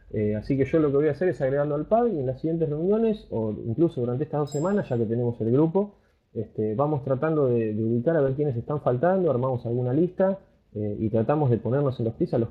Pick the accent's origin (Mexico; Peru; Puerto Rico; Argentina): Argentina; accent: Argentine; por ahí mi acento de acá de Argentina suena a veces, no sé, medio violento o algo, pero es como hablamos nosotros